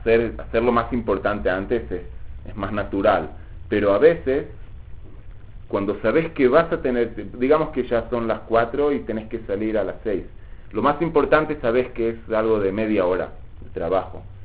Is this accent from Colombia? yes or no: no; Uruguay; Sí, soy uruguayo, ¿no?